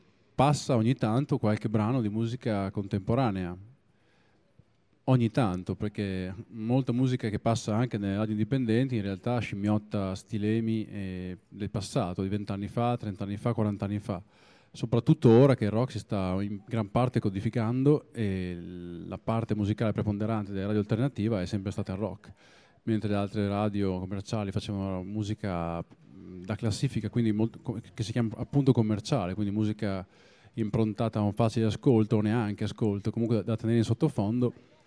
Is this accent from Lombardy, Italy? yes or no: no; Emilia-Romagna, Italy; Tutta l'Emilia Romagna, compresa Reggio Emilia e anche il mio paesino, aveva due radio locali